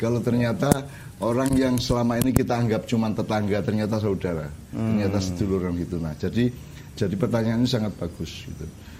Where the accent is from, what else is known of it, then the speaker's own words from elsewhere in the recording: Java, Indonesia; Karena saya sendiri kan sebagai orang Jawa tidak pernah bisa menghafalkan.